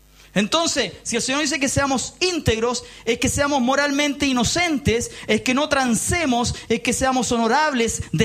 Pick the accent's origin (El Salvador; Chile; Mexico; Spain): Chile; Somos chilenos, compadre, somos chilenos, chicos, payasos, guatones. No somos europeos, po. No lo somos. Tenemos una mezcla de español y mapuche, nos guste o no nos guste.